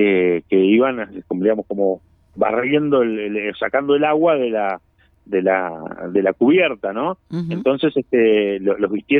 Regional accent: Colón, Montevideo, Uruguay; Bueno, es mi barrio, entonces acá en las, bueno, yo soy de Colón.

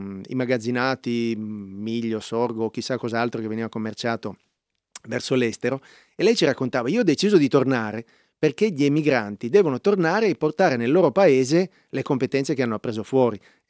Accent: Turin, Piedmont, Italy; Sono di Torino anch'io.

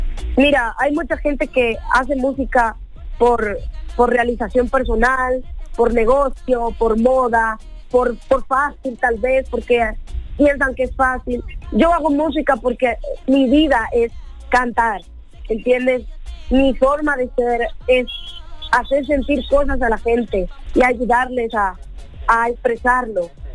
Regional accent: Spain; Bueno, todo lo que lleve arroz, como buena latinoamericana y española, me encanta.

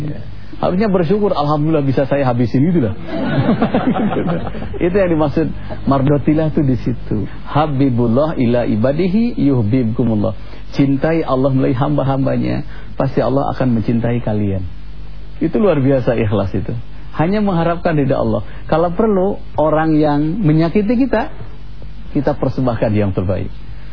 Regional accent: West Java, Indonesia; Saya orang Sunda bu, jadi kadang-kadang gitu.

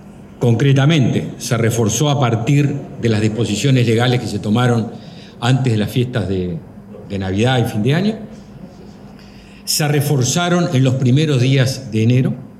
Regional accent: Uruguay; todos sabemos, todos somos uruguayos

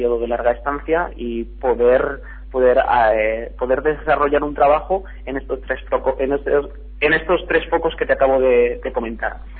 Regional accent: Spain; ahora mismo nos encontramos tres personas que procedemos del Estado español

